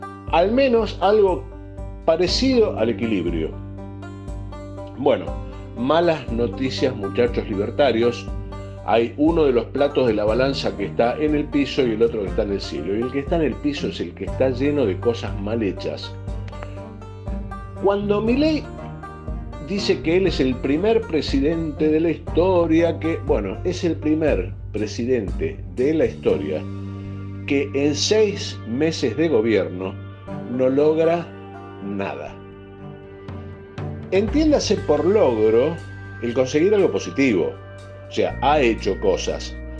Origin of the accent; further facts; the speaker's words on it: Argentina; Esa es la parte de la realidad que tenemos que ver como argentinos